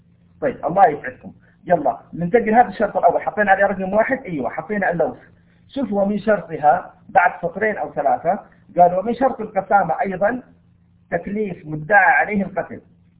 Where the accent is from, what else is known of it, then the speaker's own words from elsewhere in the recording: Taif, Makkah Province, Saudi Arabia; أنا من أهل الطائف الآن،